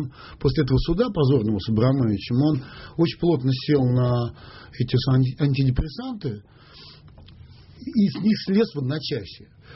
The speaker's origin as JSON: {"language": "Russian", "country": "Russia", "said": "мне просто было просто стыдно за то, что я россиянин."}